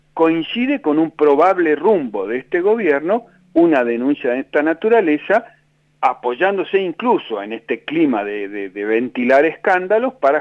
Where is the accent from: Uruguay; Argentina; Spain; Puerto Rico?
Argentina; Neuquén; Yo soy de Neuquén, imagínese